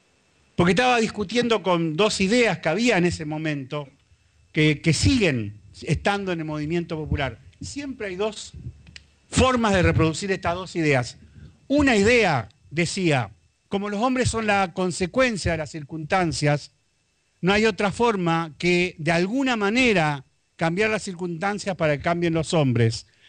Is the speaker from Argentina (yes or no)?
yes; Rosario, Santa Fe, Argentina; born there; yo nací en Rosario